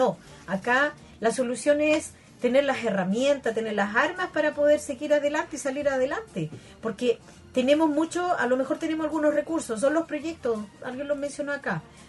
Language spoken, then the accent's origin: Spanish; Concepción, Biobío, Chile; Soy de Pedro del Río.